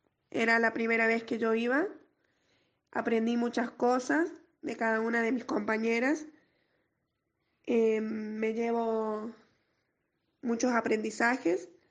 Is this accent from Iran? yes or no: no; Bajo de Veliz, San Luis, Argentina; soy del paraje de Bajo de Belis